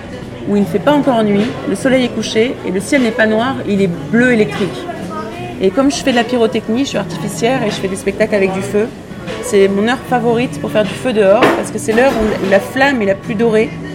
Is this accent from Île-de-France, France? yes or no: yes; Paris, Île-de-France, France; born there; Si, je suis née à Paris.